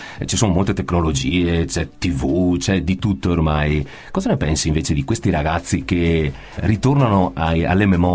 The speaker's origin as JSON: {"language": "Italian", "town": "Stanghella", "region": "Veneto", "country": "Italy", "tie": "born or raised there", "said": "un gruppo straordinario che è nato a Stanghella, il mio paese d'origine."}